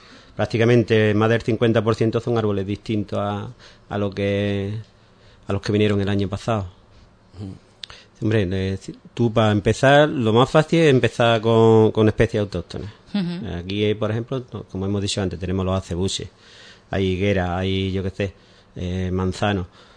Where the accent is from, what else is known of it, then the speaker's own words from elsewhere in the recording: Ubrique, Andalusia, Spain; somos gente de Ubrique y, como hemos dicho antes, de toda, prácticamente toda la provincia